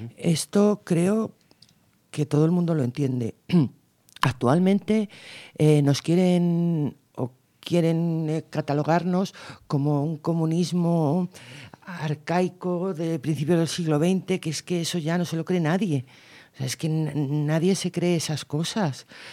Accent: Guadalajara, Castilla-La Mancha, Spain; Y sobre todo en la zona de Castilla-La Mancha, yo vengo de Guadalajara

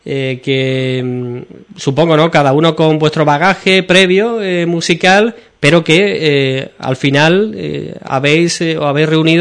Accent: Ubrique, Andalusia, Spain; porque soy de aquí, de Ubrique

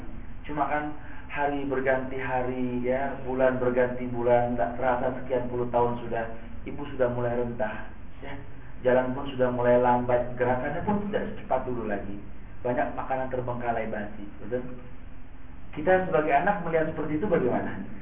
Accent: Jakarta, Indonesia; kita orang Jakarta

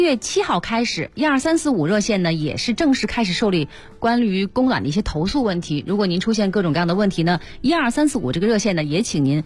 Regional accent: Beijing, China; 咱们北京人啊

